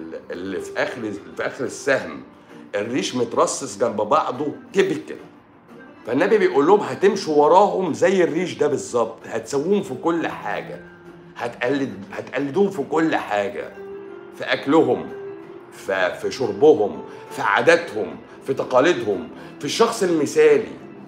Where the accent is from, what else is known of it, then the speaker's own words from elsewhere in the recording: Egypt; عندنا في مصر